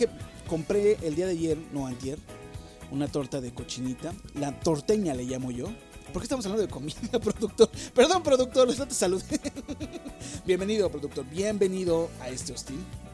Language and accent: Spanish; Mexico; por una mala administración que llevamos como mexicanos